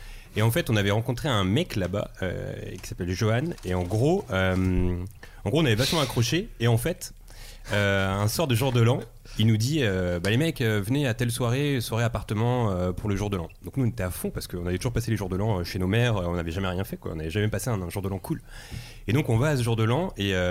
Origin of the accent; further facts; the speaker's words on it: Drancy, Île-de-France, France; also born or lived in Bobigny; En fait, moi je suis né à Drancy, j'ai grandi à Drancy et à Bobigny dans le 93.